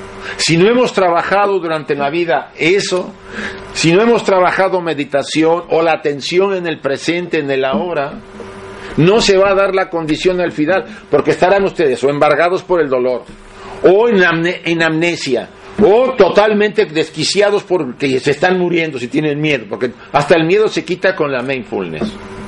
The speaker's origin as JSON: {"language": "Spanish", "country": "Mexico", "accent": "Mexican", "moved": "yes", "lives_now": "Spain", "said": "a ver qué dice este mexicano, ya casi catalán, pero bueno. Porque sigo hablando como mexicano, me dice, ¿tú hablas todavía como mexicano? Pues sí, el acento no se me quita."}